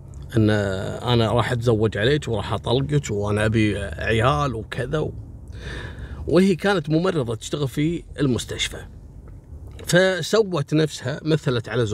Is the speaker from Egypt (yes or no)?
no; Kuwait; وقصة مشهورة جدا عندنا في الكويت وذكرتها كل الصحف